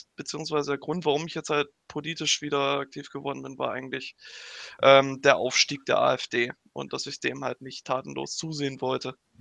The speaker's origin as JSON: {"language": "German", "region": "East Germany", "country": "Germany", "said": "komme ich ja aus dem Osten und im Sachsen-Anhalt-Landesverband"}